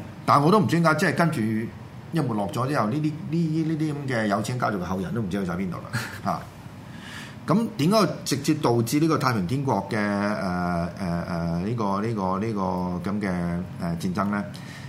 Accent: China; 我哋今日身為中國人，我哋就點樣如何？

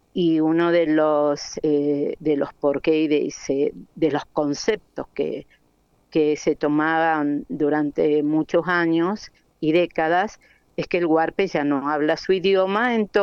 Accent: Mendoza, Argentina; buscando qué nombre ponerle a ese dúo que de alguna manera nos identificara como mendocinos

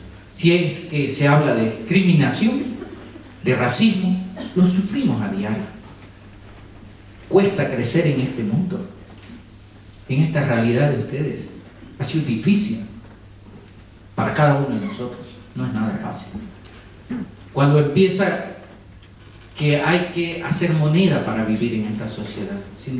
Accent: Bolivia; Cuando hablan Chacobo, que es de mi pueblo, están diciendo que manejamos el bosque.

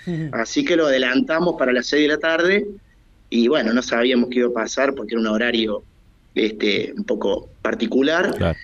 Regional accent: Argentina; also born or lived in Havana; yo nací en La Habana y estuve más o menos hasta el año y ocho meses ahí. Sí. Después volvimos a la Argentina.

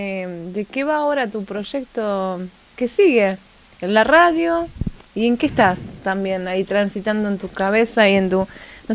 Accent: Buenos Aires, Argentina; Yo soy de Buenos Aires

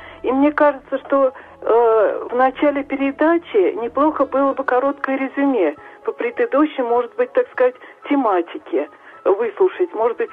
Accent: Nizhny Novgorod, Nizhny Novgorod Oblast, Russia; Да, я из Нижнего Новгорода.

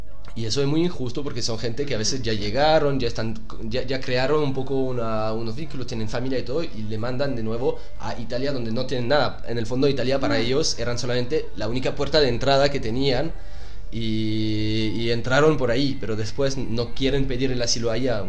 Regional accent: Switzerland; yo soy suizo, y en mi país está bastante muy criticado, porque Suiza es un país no de entrada

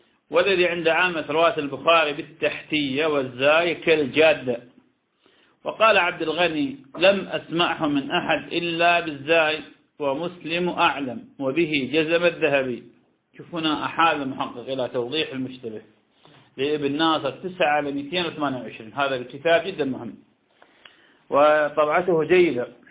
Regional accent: Iraq; وهذا يحصل كثيرا كان عندنا في العراق

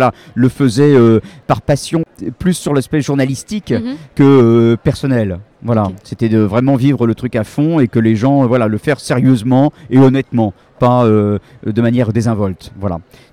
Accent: Paris, Île-de-France, France; puisque je suis parisien

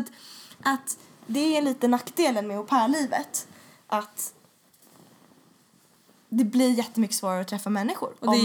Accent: Sweden; Som svensk. Det känns lite så här djupt rotad för att man är svensk.

